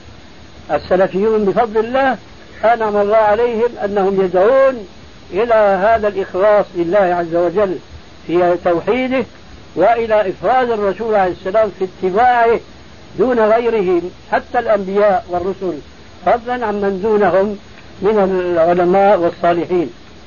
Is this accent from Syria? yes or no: yes; Syria; كما يقول عندنا في الشام قشرة بصله